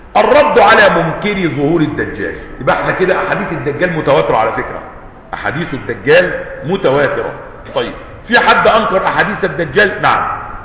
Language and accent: Arabic; Egypt; مش بيقولوا كده عندنا في مصر محدث نعمة